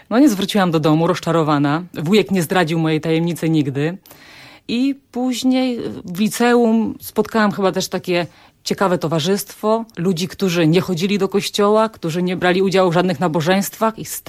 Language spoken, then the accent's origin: Polish; Chobrzany, Świętokrzyskie Voivodeship, Poland; To jest taka miejscowość Chobrzany, niedaleko Sandomierza.